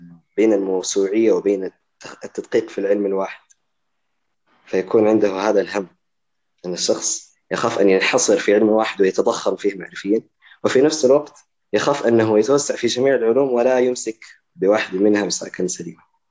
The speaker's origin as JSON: {"language": "Arabic", "town": "Medina", "region": "Medina Province", "country": "Saudi Arabia", "tie": "born there", "said": "أنا أصلي من السودان الصراحة، لكن مواليد"}